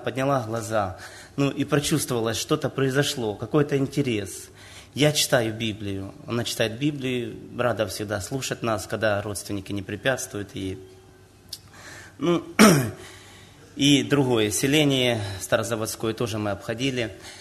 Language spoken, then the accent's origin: Russian; Nikopol, Dnipropetrovsk Oblast, Ukraine; из Никополя. У нас численность населения около 40 тысяч